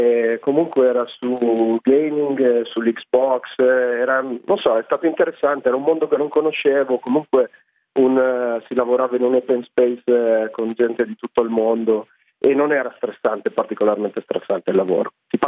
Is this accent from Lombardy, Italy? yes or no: yes; Voghera, Lombardy, Italy; also born or lived in Rovereto; Io sono nato a Rovereto, ma ho vissuto a Voghera